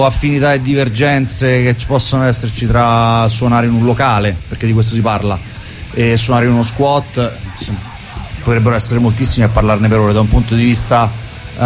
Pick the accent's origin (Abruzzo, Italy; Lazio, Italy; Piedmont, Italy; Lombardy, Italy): Lazio, Italy; Viterbo; perché anche se siamo di Viterbo suoniamo a Roma una volta ogni due mesi circa